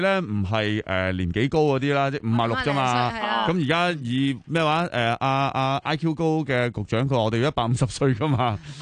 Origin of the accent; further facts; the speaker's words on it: Hong Kong; 我哋香港人